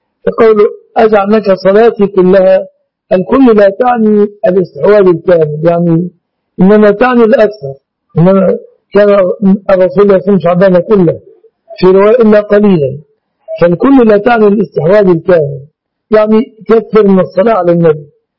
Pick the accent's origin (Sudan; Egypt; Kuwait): Egypt; أنا كمستخدم مصري لن أشتري أدويتكم